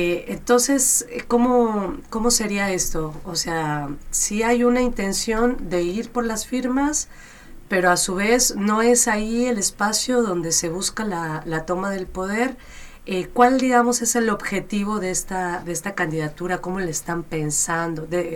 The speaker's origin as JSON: {"language": "Spanish", "country": "Mexico", "said": "todos y todas quienes estamos en esta radio somos mexicanos, mexicanas."}